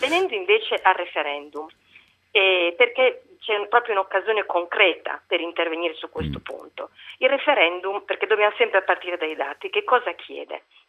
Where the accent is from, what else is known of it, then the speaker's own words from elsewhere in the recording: Bologna, Emilia-Romagna, Italy; io sono bolognese.